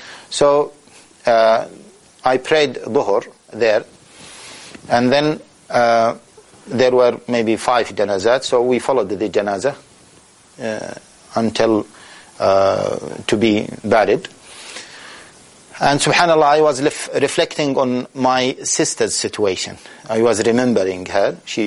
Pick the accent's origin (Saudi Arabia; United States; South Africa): Saudi Arabia; Taif, Makkah Province; I was in Taif, my hometown. I was born in Taif.